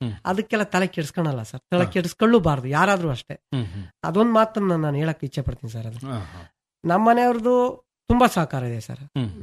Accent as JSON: {"language": "Kannada", "town": "Madagur", "region": "Karnataka", "country": "India", "tie": "born or raised there", "said": "ನಮ್ಮ ಮಡಗೂರು ಗ್ರಾಮ ಪಂಚಾಯತ್ ನನ್ನ ಫ್ರೆಂಡ್ಸ್ ನನ್ನ ಸ್ನೇಹಿತರುಗಳಿಗೆ ಪ್ರತಿಯೊಬ್ಬರಿಗೂ ಹೇಳ್ತೀನಿ"}